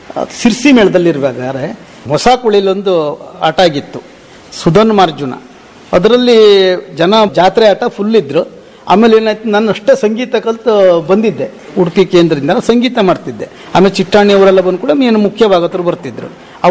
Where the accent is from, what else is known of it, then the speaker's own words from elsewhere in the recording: Kolagi, Karnataka, India; ನನ್ನ ಊರು ಕೊಳಗಿ, ಸಿದ್ದಾಪುರ ತಾಲೂಕು, ಉತ್ತರ ಕನ್ನಡ.